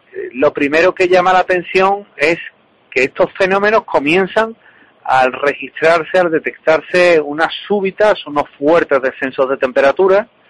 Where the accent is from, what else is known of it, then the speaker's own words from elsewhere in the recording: Seville, Andalusia, Spain; pues recomiendo la ruta de la tapa, pues evidentemente, sí, sí, como buen sevillano